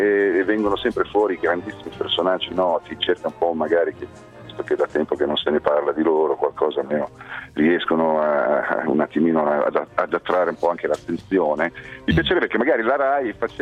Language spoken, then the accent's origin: Italian; Emilia-Romagna, Italy; io sono romagnolo.